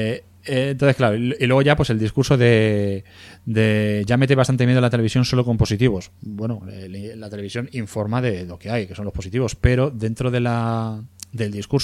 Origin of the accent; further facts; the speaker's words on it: Spain; soy español